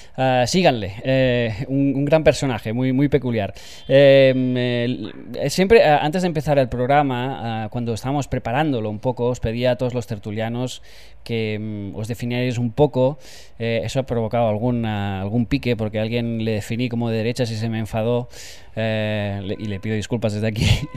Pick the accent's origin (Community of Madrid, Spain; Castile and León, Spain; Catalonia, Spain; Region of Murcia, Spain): Catalonia, Spain; yo soy catalán